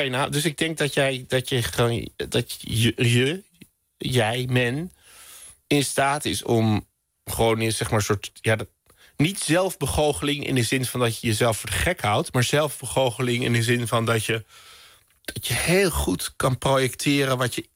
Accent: Amsterdam, North Holland, Netherlands; Ik kom uit Amsterdam bij het Veldert.

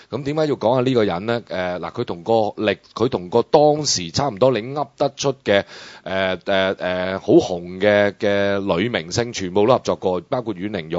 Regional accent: China; 我真係要再次澄清，我係一個中國人嚟嘅

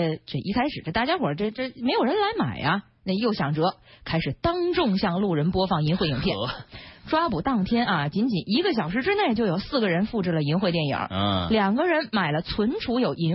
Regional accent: Ulanhot, Inner Mongolia, China; 反正我们老家明天您去是来不及了，您先去植物园吧，我们家在内蒙古呢

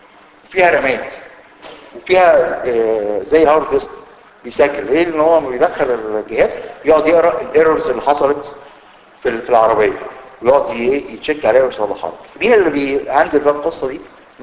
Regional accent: Egypt; ودي ما نزلش لسه عندنا في مصر لكن موجود فعلا في امريكا

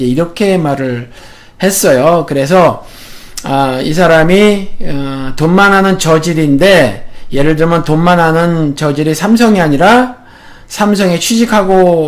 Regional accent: South Korea; 제가 한국 사람이니까

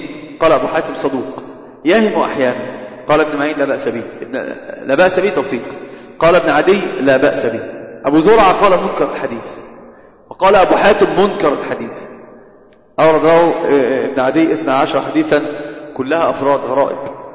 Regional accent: Upper Egypt, Egypt; أنا قلت دائما كثيرا عندنا بستشهد بالصعيد، عندنا في الصعيد يحسبونه قرآنا

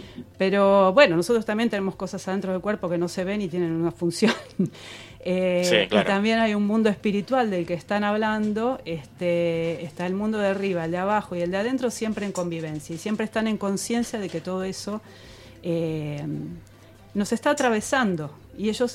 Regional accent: Buenos Aires, Argentina; born there; Yo nací acá en Buenos Aires

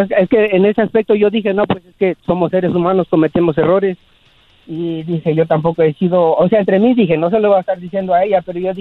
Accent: Puebla, Mexico; De Puebla, de México.

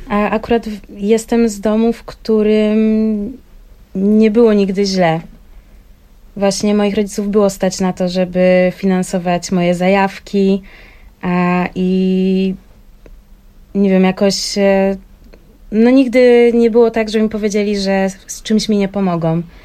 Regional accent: Wrocław, Lower Silesian Voivodeship, Poland; to nie była druga strona Polski, bo jestem z Wrocławia, więc woziła mnie do Katowic

